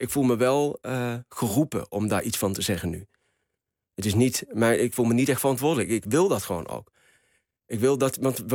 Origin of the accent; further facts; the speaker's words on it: Morocco; Ik ben ook een Marokkaanse man.